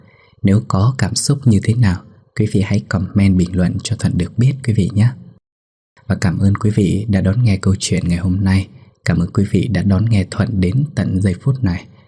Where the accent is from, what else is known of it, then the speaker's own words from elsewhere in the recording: Haiphong, Vietnam; now in Da Nang, Vietnam; thì sinh ra và lớn lên tại thành phố Hải Phòng, và hiện tại thì … đang làm việc trong Đà Nẵng, cách nhà hơn 700 cây số.